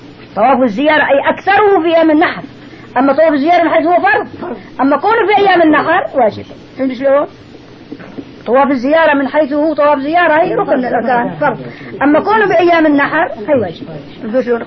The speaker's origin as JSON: {"language": "Arabic", "town": "Damascus", "region": "Damascus Governorate", "country": "Syria", "said": "والعادي نحن عندنا بدمشق"}